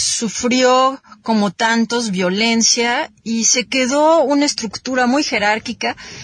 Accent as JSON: {"language": "Spanish", "region": "Morelos", "country": "Mexico", "said": "Yo vengo de Morelos y ahí tenemos una amenaza en Xochicalco, que es muy importante porque es un sitio sagrado ancestral."}